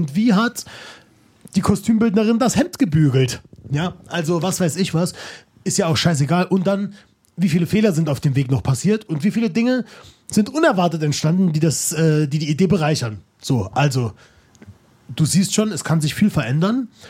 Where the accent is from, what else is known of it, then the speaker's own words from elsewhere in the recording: Saarland, Germany; also born or lived in Hamburg; now in Cologne, Germany; ich bin ja ursprünglich Saarländer, wie du weißt. Mhm. Dann war es seit ein paar Jahren Wahlheimat Hamburger und jetzt momentan Exil im Kölner